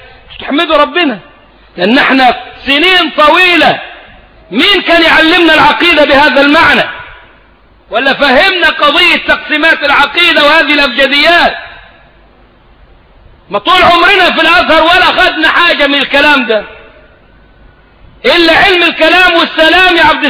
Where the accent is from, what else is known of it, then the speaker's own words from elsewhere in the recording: Egypt; ده مفتاح كلامنا كمصريين